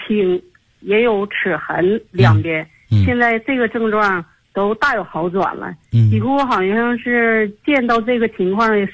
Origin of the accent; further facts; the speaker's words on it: Tianjin, China; 我来自天津河西区，